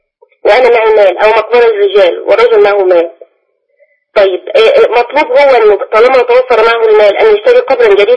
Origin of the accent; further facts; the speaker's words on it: Dakahlia, Egypt; أنا من الدقهلية مثلا